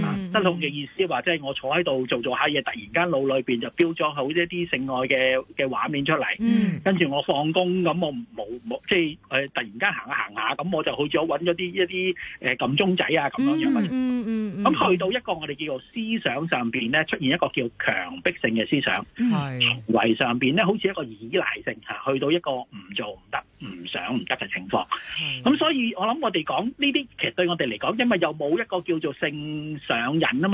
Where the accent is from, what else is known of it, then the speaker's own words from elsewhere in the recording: China; 咁好多時我哋唔知係咪我哋中國人成日都將黃賭毒咧，好似夾埋一齊嚟講嘅嚇